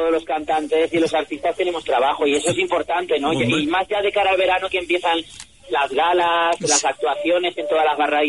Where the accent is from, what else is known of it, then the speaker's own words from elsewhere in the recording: Valencia, Valencian Community, Spain; Yo soy valenciano, soy de Valencia.